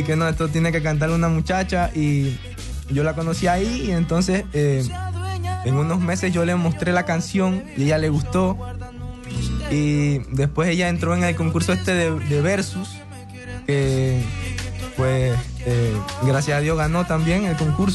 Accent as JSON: {"language": "Spanish", "town": "Santiago", "region": "Veraguas", "country": "Panama", "tie": "born there", "lives_now": "Ocú, Panama", "said": "yo nací en Santiago, aquí en Veragua."}